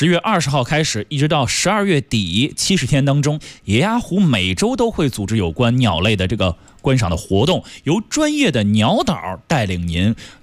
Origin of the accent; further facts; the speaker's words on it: Beijing, China; 最有北京味儿的地方那当然什刹海了，因为咱们生在那儿，长在那儿，在那里上学，在那里上班。